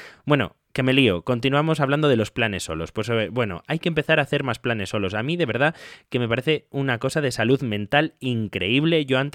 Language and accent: Spanish; Galicia, Spain; yo soy gallego y nunca había estado en Soria o en Guadalajara